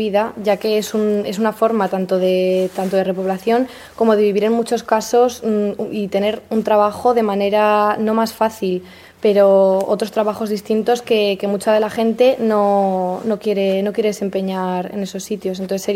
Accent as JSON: {"language": "Spanish", "town": "Zaragoza", "region": "Aragon", "country": "Spain", "said": "Lo que pasa es que yo soy de Zaragoza"}